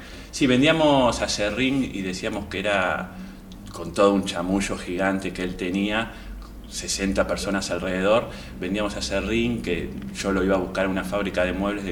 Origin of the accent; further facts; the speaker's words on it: Uruguay; now in Argentina; Vengo de Uruguay en realidad